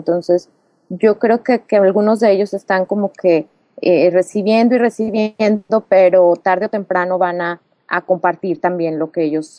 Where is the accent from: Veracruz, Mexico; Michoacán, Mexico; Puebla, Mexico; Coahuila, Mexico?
Coahuila, Mexico; Es que sí somos los de Coahuila.